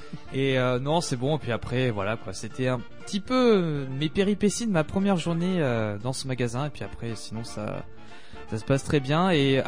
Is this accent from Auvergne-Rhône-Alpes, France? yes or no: no; Libourne, Nouvelle-Aquitaine, France; c'est Libourne. La prochaine fois que t'as envie de me troller, ça sera à Libourne.